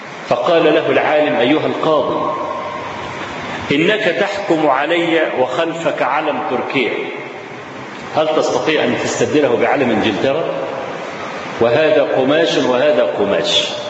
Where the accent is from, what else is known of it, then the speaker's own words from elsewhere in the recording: Egypt; هو موجود عندنا في مصر